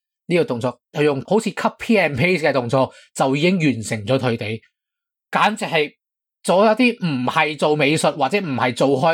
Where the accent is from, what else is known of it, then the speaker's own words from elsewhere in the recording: Hong Kong; 你都可以唔用我哋香港人用开嗰只嘅广东话输入法